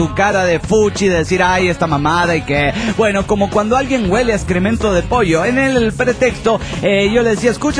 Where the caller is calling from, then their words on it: Puebla, Mexico; La semana pasada les escribí para pedirles que felicitaran a un una nalguita bien rica de aquí del estado de Puebla.